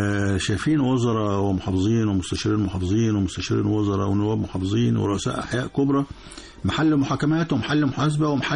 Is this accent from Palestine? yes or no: no; Egypt; بس طبعا عشان المؤتمر الأولاني ده عندنا في مصر فكانت تغطية رائعة